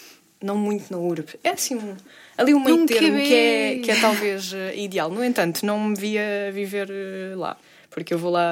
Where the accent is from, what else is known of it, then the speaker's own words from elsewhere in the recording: Évora, Portugal; now in Lisbon, Portugal; E nasci em Évora, no Alentejo.